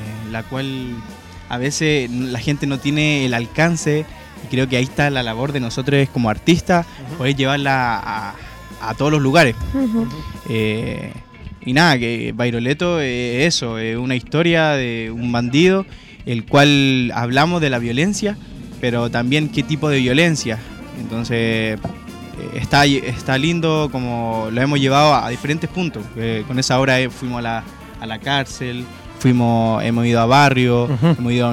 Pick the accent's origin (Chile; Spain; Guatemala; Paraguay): Chile; Valparaíso; yo soy de acá, de Valparaíso.